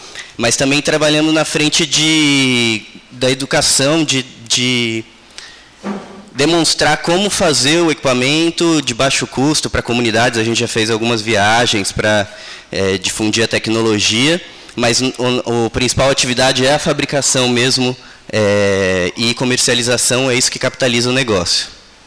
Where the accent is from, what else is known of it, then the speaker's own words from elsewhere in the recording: Ubatuba, São Paulo, Brazil; Eu fui criado em Ubatuba, minha infância, mas depois fui morar para fora e agora a gente está de volta em Ubatuba desde dezembro